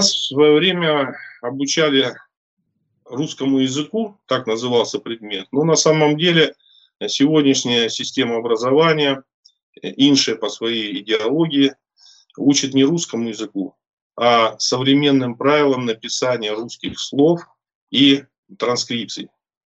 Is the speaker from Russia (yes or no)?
yes; Akhtubinsk, Astrakhan Oblast, Russia; born there; Родился я в Астраханской губернии, в городе Ахтубинск, 67-го года рождения.